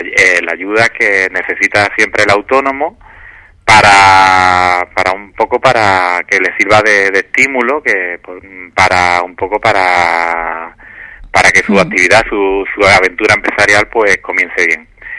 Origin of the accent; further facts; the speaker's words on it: Villamartín, Andalusia, Spain; No todos los pueblos de Andalucía, yo por ejemplo soy de Villamartín